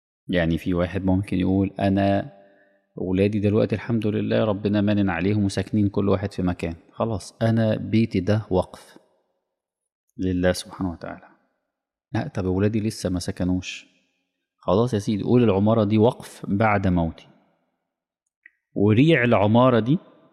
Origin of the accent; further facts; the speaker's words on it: Egypt; هي فخمة ديت يعني خاصة بينا احنا يعني. كمصريين